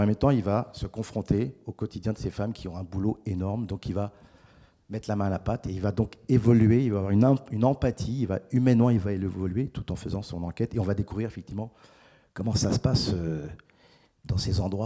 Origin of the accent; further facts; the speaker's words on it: Paris, Île-de-France, France; born there; enfin, je suis né à Paris